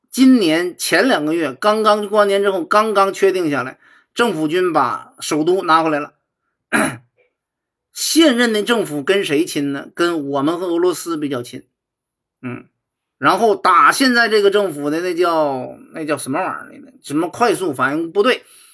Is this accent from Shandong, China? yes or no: yes; Shandong, China; accent: Shandong; 我就是还是山东口音